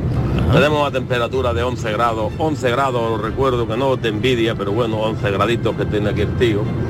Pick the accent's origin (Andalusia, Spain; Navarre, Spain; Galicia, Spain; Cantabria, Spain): Andalusia, Spain; Chauchina; de Granada de Chauchina.